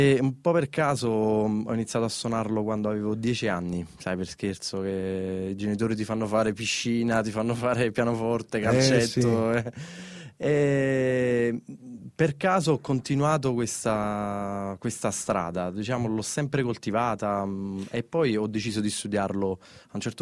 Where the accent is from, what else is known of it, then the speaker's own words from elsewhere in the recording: Pomigliano d'Arco, Campania, Italy; nel mio paese di origine, Pomigliano d'Arco, fanno un festival jazz